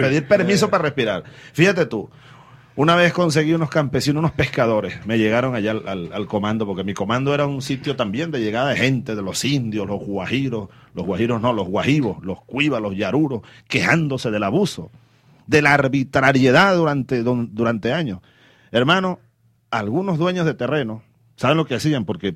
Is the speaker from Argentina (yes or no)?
no; Venezuela; estoy obligado a investigar esto como jefe del Estado y como venezolano.